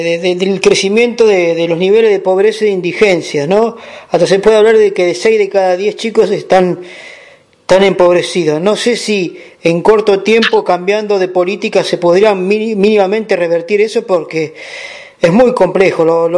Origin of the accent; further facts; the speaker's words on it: Santa Fe, Argentina; soy de Santa Fe, sur de Santa Fe.